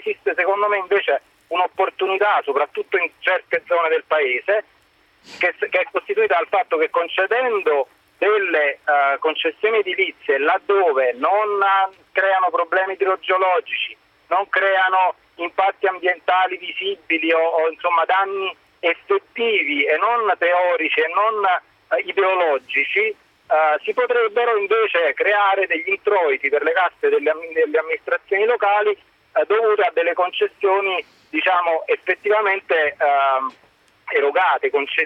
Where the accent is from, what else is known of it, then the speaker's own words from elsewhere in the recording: Campania, Italy; now in Rome, Italy; io chiamo da Roma ma sono un campano